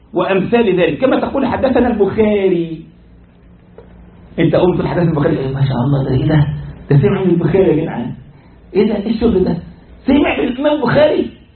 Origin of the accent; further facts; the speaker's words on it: Egypt; now in United States; او واحد عندنا في مصر يقول حدثني بما وراء النهر يقصد نهر النيل